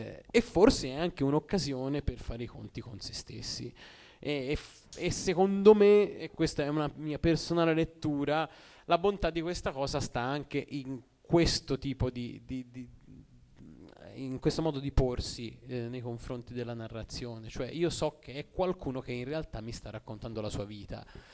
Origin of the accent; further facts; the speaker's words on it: Orbetello, Tuscany, Italy; io sono di Orbetello